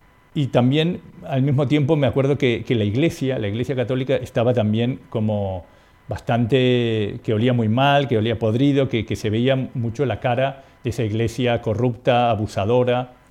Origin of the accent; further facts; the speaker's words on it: Uruguay; born there; incluso, como te dije, nací en Uruguay